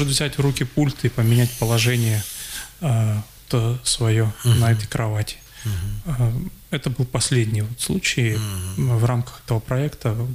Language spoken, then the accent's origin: Russian; Siberia, Russia; Вот я думаю, что все-таки мы, сибиряки, русские люди, должны быть добрыми.